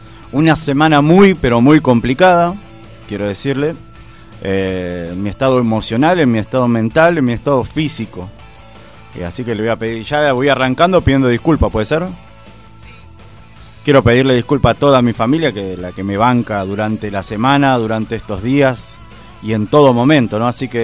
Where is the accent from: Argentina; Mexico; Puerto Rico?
Argentina; Y somos argentinos, usted sabe que el argentino es una persona rebuscada